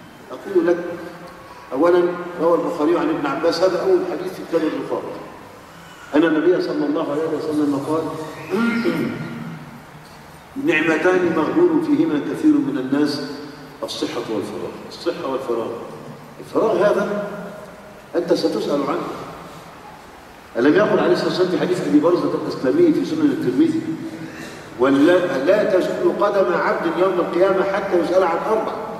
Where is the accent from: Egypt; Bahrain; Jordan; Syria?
Egypt; عندنا في مصر